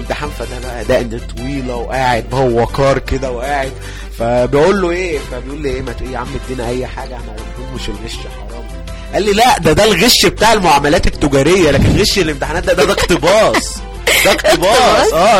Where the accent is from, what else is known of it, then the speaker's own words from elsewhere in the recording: Egypt; بس انا عندنا في مصر حصلت مظاهرة اغرب من كده